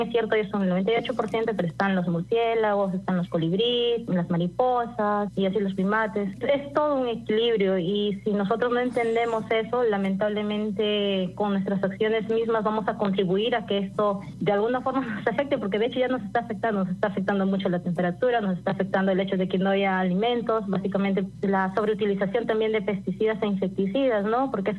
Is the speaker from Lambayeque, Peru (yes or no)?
yes; Lambayeque, Peru; Yo soy al norte de Perú, en Lambayeque, y bueno, aquí tenemos bosques secos.